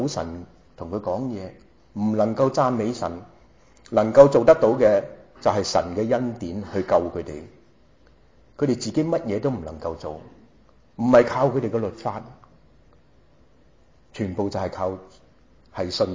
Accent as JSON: {"language": "Chinese", "country": "China", "said": "不理你是不是犹太人定是希利尼人定是甚至我们中国人"}